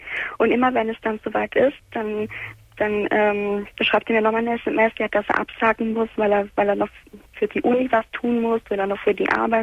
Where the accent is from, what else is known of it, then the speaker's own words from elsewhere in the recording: Sicily, Italy; also ich bin halt Italienerin, Sizilianerin, um besser gesagt.